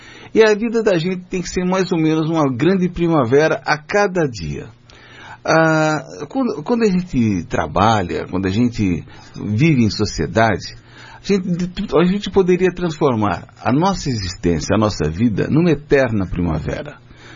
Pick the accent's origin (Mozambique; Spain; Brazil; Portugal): Brazil; São Paulo; Eu, como sou de São Paulo, né, nasci na cidade de São Paulo